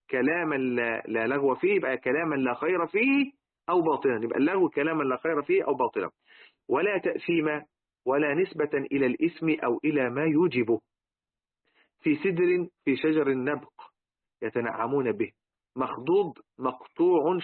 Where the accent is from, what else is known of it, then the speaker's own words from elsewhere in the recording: Egypt; لذلك احنا حتى عندنا في مصر